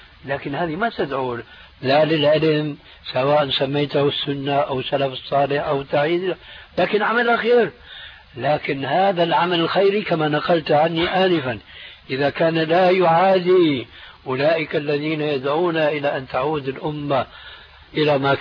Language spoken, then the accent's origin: Arabic; Syria; بلدي يعني سوريا